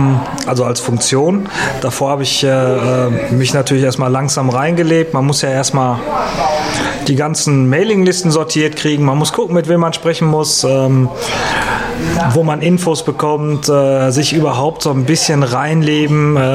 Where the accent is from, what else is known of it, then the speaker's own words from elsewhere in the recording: Dortmund, North Rhine-Westphalia, Germany; beim Kreisparteitag in Dortmund bin ich als Dortmunder Pirat eigentlich immer